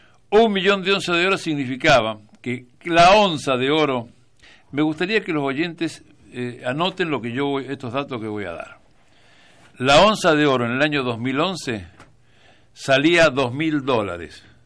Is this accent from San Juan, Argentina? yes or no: yes; San Juan, Argentina; Yo porque soy sanjuanino, pero soy argentino.